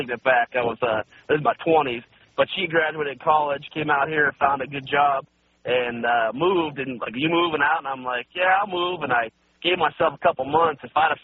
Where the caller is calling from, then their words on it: Phoenix, Arizona, United States; also born or lived in Ohio; I'm calling from Phoenix, Arizona.